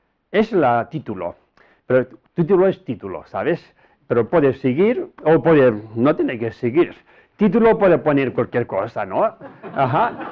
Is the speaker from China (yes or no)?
yes; Tibet, China; Spanish is a second language; now in Spain; Pero yo soy de Oriente, ¿sabes? De lejos de aquí, Tíbet, techo del mundo, Tíbet.